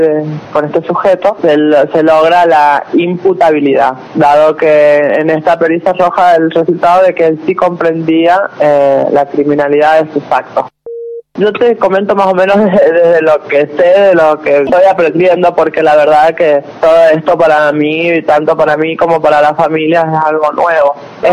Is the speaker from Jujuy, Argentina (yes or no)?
no; San Juan, Argentina; yo soy oriunda de San Juan